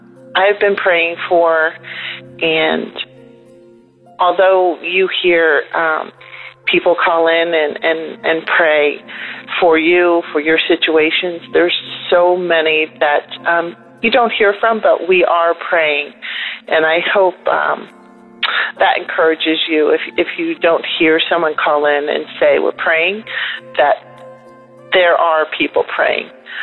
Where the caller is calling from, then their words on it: Camp Hill, Pennsylvania, United States; I'm calling from Camp Hill, Pennsylvania.